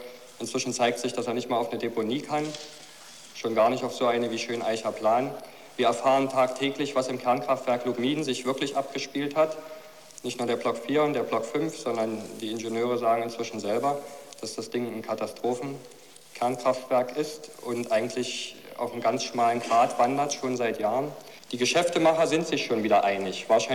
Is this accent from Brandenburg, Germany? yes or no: yes; Potsdam, Brandenburg, Germany; Ich komme aus Potsdam, aus der Müllimport-Hochburg.